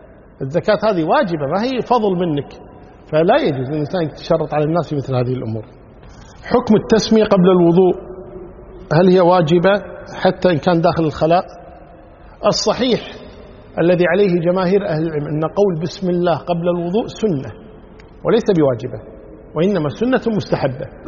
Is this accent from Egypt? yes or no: no; Kuwait